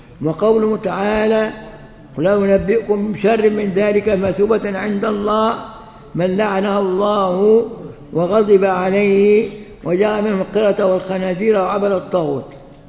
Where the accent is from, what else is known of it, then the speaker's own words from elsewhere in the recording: Egypt; وعندنا في مصر في مطرية